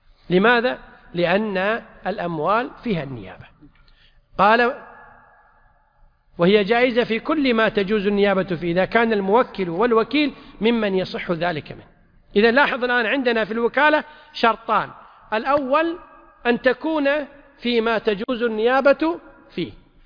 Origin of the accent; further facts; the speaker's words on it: Kuwait; طبعا عندنا في الكويت المحاكم لا تعتبر إلا باللفظ